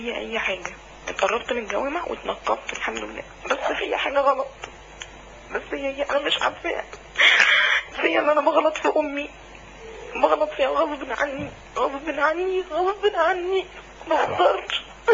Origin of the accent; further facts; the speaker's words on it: Alexandria, Alexandria Governorate, Egypt; من اسكندريه، بحضر لحضرتك كل جمعه.